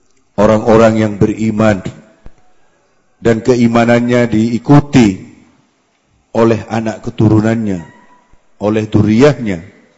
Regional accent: East Java, Indonesia; Saya dari Madura

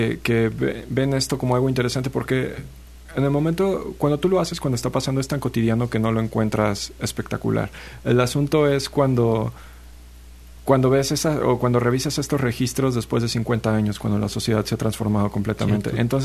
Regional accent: Cuernavaca, Morelos, Mexico; also born or lived in Xalapa; No, yo soy de Cuernavaca. Viví aquí en Jalapa 8 años, estudié en la Universidad Veracruzana.

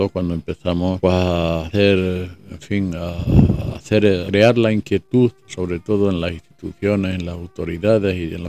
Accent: Málaga, Andalusia, Spain; Yo no nací en Málaga, nací mi familia de origen extremeño. Ajá. Pero prácticamente se vinieron para acá. Y aquí me he hecho hombre

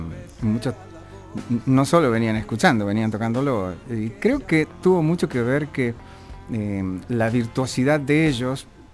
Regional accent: Buenos Aires, Argentina; Yo nací en Mariano Achino Boluapí, eso pertenece a Drago, Coglan y Villurquiza, ese sector. Y siempre me crié por ahí, un poco de Saavedra también.

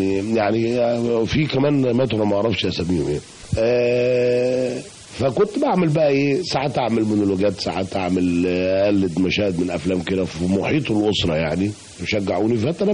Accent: Bulaq Dakrour, Giza Governorate, Egypt; لأن أنا سبت بلاب العلا وأنا عندي يمكن 5 سنين، وبعدين عشت كتير في بلاد دكرور، يمكن عشت لغاية ما اتجوزت سنة 89، وبعد كده انتقلت بعد ما اتجوزت للهرم.

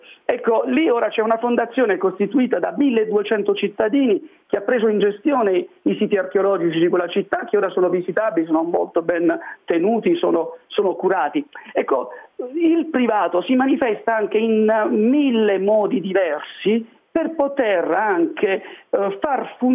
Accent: Apulia, Italy; Io sono pugliese, quindi mi riferisco in particolare delle situazioni dell'Italia meridionale

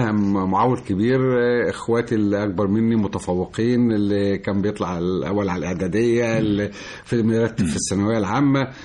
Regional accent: Tanta, Gharbia, Egypt; لكن أنا طبعا من الغربية، مواليد مركز الصنطة، محافظة الغربية، وتربيت في طنطا

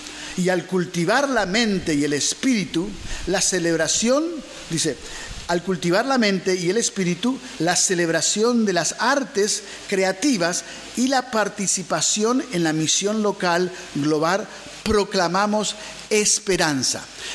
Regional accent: Argentina; que como argentinos decimos

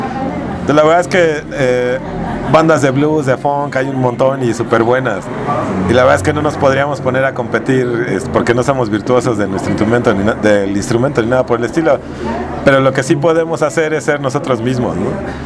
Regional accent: Iztapalapa, Mexico City, Mexico; Yo crecí en Iztapalapa con mi hermano, ahora vivo en la Agrícola Oriental, pero bueno, somos de Iztapalapa, mi primo de Tepito, ¿no?

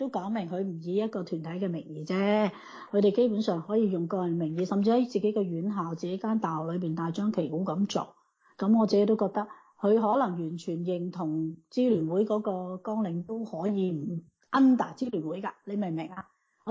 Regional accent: Hong Kong; 对我哋香港人嚟讲，可能有更大嘅唔好处吓

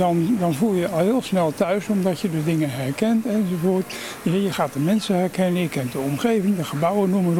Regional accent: Rotterdam, South Holland, Netherlands; moved away; Ik ben hier ruim 50 jaar geleden ben ik hier als Rotterdammer gekomen.

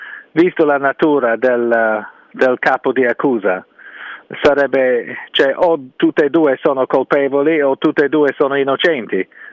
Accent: England, United Kingdom; Italian is a second language; io sono inglese

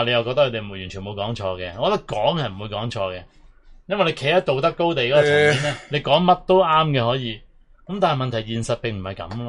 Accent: Hong Kong; 我哋香港人就为咗唔好唔想似你哋

